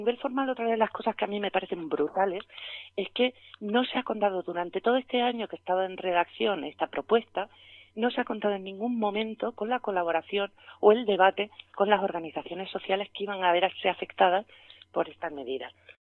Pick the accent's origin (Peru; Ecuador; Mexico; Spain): Spain; Andalusia; las víctimas, que somos la sociedad andaluza